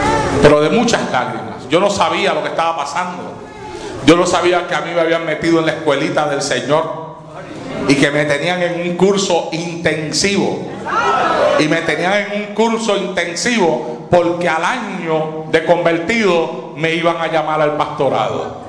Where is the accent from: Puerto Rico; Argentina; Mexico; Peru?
Puerto Rico; now in United States; Cuando yo vine de Puerto Rico aquí a los Estados Unidos